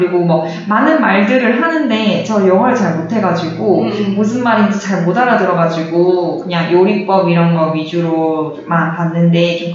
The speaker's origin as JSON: {"language": "Korean", "town": "Haman", "region": "South Gyeongsang", "country": "South Korea", "tie": "born or raised there", "said": "저희 동네가 제 고향이 함안이거든요. 그러니까 수박으로 되게 유명한 곳이에요."}